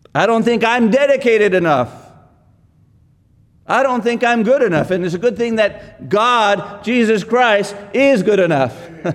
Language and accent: English; Texas, United States; But my focus is not really on Texas, even though I'm a Texan, you know.